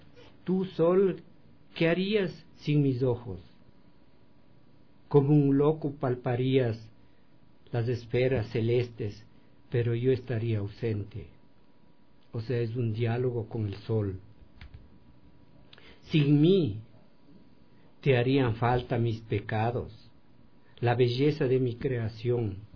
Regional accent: Quinchucajas, Pichincha, Ecuador; moved away as an adult; also born or lived in Quito; Yo nací en Quinchucajas, entre Uyacachi y Cayambe, que está cerca de Otavalo, de Imbabura, y salí a la escuela a Cayambe y también al Quinche por razones de mi familia, y luego pasé a Quito

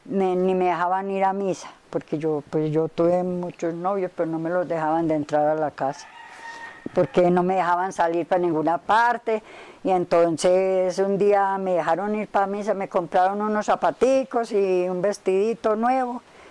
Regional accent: Rionegro, Colombia; born there; Yo nací por allá más arriba. Yo nací en Río Negro. Yo nací en Río Negro.

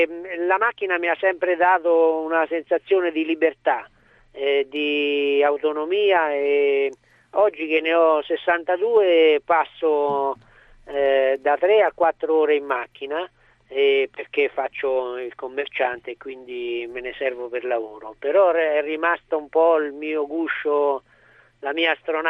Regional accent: Foligno, Umbria, Italy; sono umbro di Foligno.

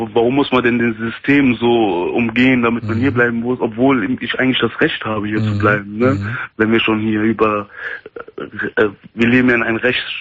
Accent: Germany; Wo meine Heimat ist? Mhm. In Deutschland natürlich. Ich lebe doch hier. Ich arbeite hier.

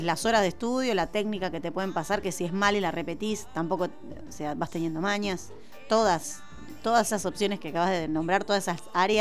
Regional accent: Buenos Aires, Argentina; born there; Bueno, yo nací en Buenos Aires

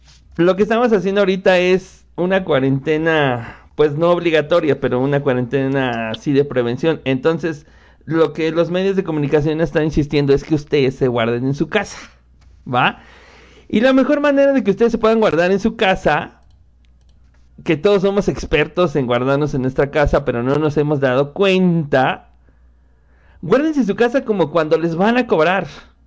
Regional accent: Mexico; yo soy mexicano

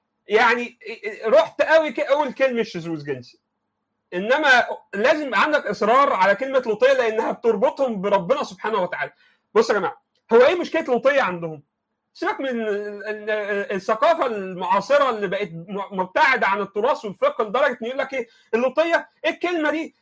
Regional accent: Egypt; I'm from Egypt.

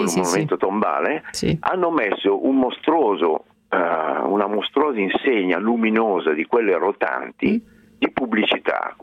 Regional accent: Milan, Lombardy, Italy; Mi sono Milanese.

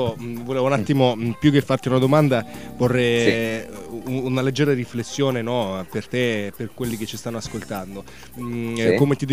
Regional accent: Rome, Lazio, Italy; sono cresciuto qui a Roma

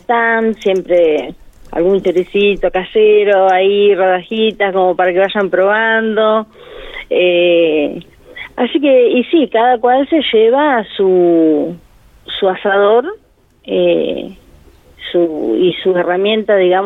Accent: Uriburu, La Pampa, Argentina; de parte de Uriburu, que es mi pueblo, y de acá de Anguil también.

